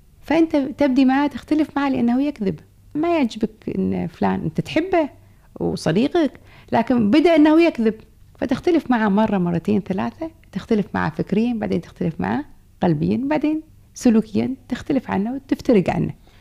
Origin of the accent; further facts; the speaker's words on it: Kuwait; accent: Kuwaiti; من أجمل المصطلحات في لهجتنا الكويتية أن الحي اسمه